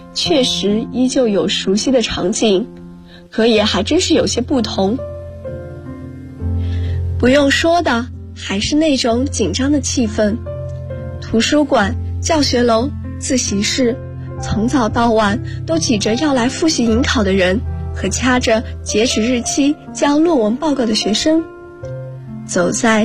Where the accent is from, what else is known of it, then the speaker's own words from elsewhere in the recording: Guangzhou, Guangdong, China; 来自广州，我在南京大学，距离我的家乡1300公里。